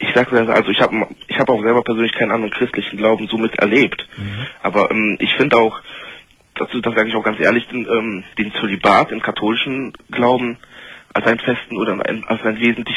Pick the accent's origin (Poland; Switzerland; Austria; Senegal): Poland; born there; ich komme gebürtig aus Polen